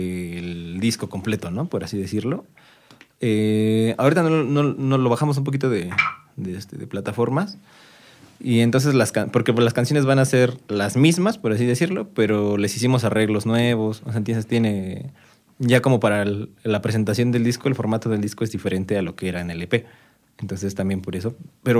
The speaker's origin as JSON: {"language": "Spanish", "town": "Atlautla", "region": "State of Mexico", "country": "Mexico", "lives_now": "Ameca, Mexico", "said": "Soy de Atlautla, aunque ahorita vivo en Ameca, pero soy de Atlautla."}